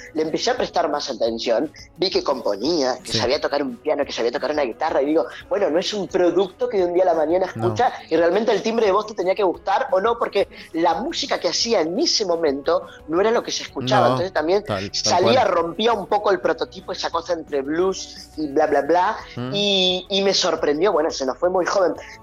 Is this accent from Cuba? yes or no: no; Argentina; Pero para nosotros como argentinos